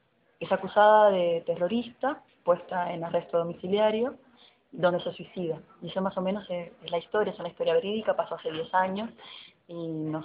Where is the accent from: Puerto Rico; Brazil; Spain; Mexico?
Puerto Rico; now in Argentina; Yo soy de Puerto Rico y en el colectivo hay gente de distintas partes.